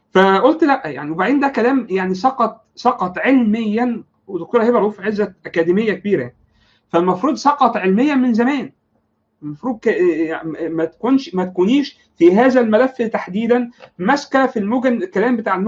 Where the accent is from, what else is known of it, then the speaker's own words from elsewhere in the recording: Alexandria, Alexandria Governorate, Egypt; مختلفه تماما عن الثقافه اللي موجوده عندنا في الاسكندريه